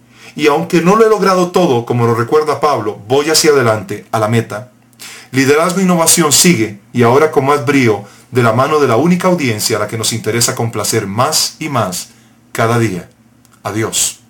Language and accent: Spanish; Heredia, Costa Rica; Él nos llevó a un pequeño aposento alto en mi provincia natal, Heredia, en Costa Rica